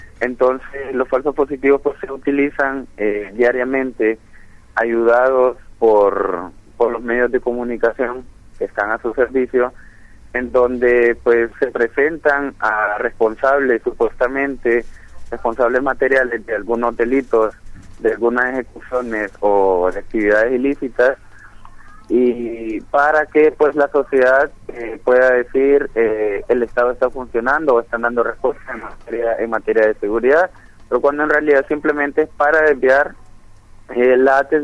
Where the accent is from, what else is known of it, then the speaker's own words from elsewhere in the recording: Honduras; nosotros y nosotras como hondureñas vivimos acá